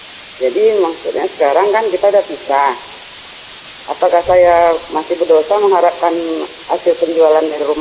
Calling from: Pekanbaru, Riau, Indonesia; Dari Pekanbaru, Pak.

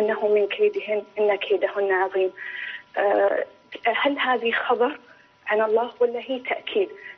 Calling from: Dammam, Eastern Province, Saudi Arabia; لو سمحت، أنا من الدمام.

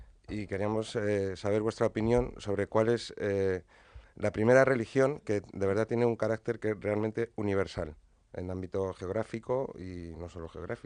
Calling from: Madrid, Community of Madrid, Spain; de Madrid.

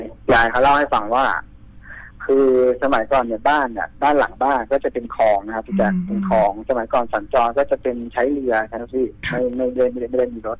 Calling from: Pathum Thani, Thailand

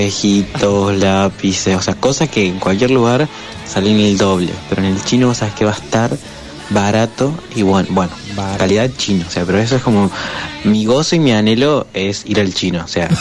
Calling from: Córdoba, Argentina; Acá en Córdoba

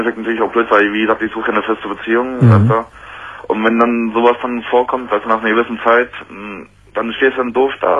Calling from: Saxony-Anhalt, Germany; da bin ich extra aus Sachsen-Anhalt zu dir nach Nordrhein-Westfalen gekommen.

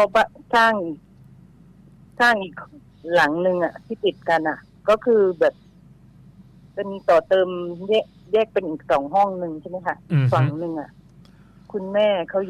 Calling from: Bangkok, Thailand; โทรจากหน้ารามคำแหง

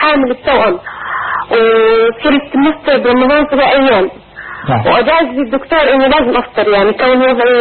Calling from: Jordan; من الأردن، بتشرف إني بسمع صوتك

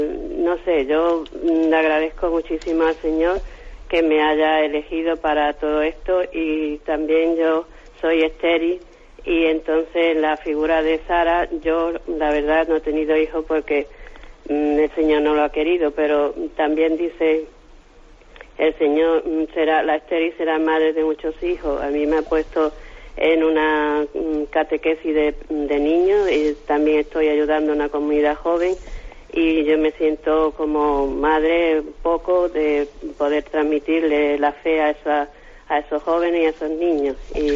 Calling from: Málaga, Andalusia, Spain; de Málaga.

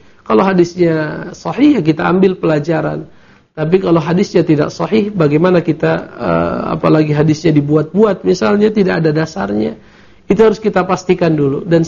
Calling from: Bukittinggi, West Sumatra, Indonesia; Saya dari Bukit Tinggi ingin bertanya

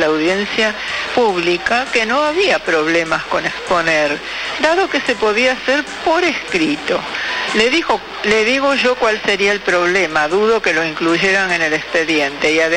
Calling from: Congreso, Buenos Aires, Argentina; de Congreso.

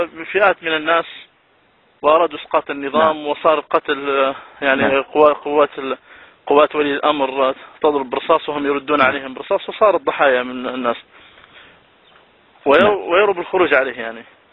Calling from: Libya; فأنا أسألكم من ليبيا حفظك الله،

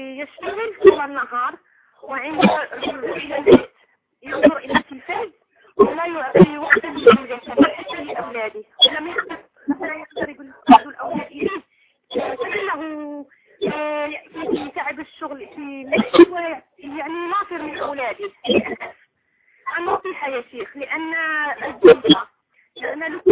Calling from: Syria; انا بتكلم من سوريا

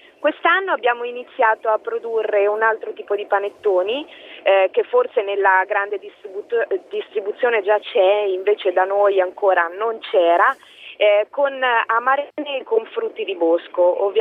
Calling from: Falconara Marittima, Marche, Italy; Sì, salve, io sono da Falconara Marittima.

